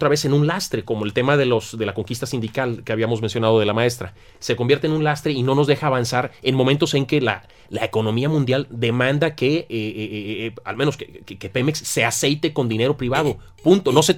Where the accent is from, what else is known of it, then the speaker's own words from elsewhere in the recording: Tampico, Tamaulipas, Mexico; Yo vengo de Tampico, conozco muy bien la historia del petróleo